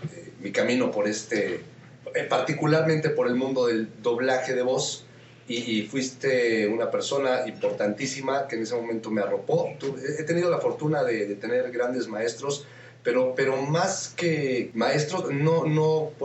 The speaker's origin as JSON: {"language": "Spanish", "region": "Mexico City", "country": "Mexico", "tie": "born there", "said": "Nací aquí en la Ciudad de México, pues me gusta más bien decir que nací acá en este planeta"}